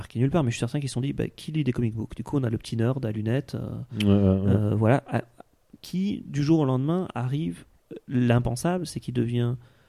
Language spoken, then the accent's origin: French; Belgium; J'ai dit 77 ans, je suis belge.